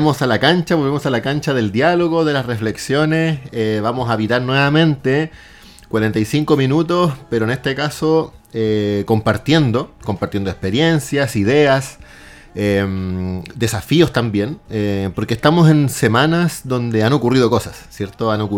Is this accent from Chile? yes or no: yes; Iquique, Tarapacá, Chile; born there; yo soy iquiqueño de nacimiento